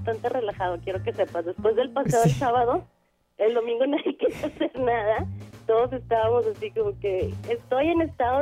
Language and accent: Spanish; Monterrey, Nuevo León, Mexico; Soy la única regia que está por ahí blogueando.